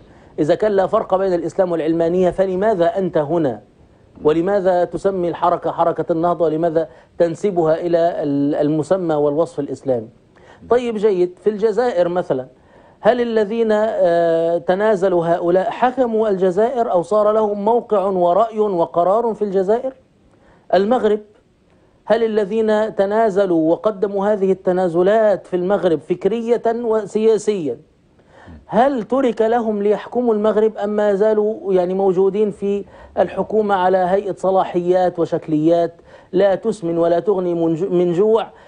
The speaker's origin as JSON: {"language": "Arabic", "country": "Egypt", "said": "نحن عندنا في مصر"}